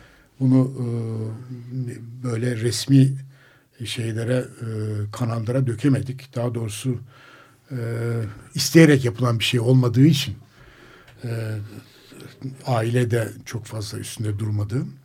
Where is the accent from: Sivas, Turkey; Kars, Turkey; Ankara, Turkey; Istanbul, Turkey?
Kars, Turkey; hepimiz Anadolu'dan gelen kuşaklar, ben Kars'tan